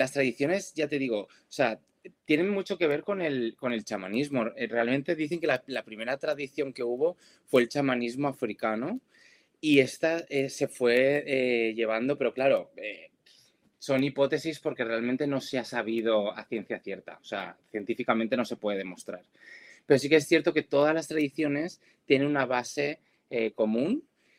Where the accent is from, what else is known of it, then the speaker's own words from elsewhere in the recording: Valencia, Valencian Community, Spain; Ahora que estábamos nombrando lo de la Dana aquí en Valencia, yo que soy de Valencia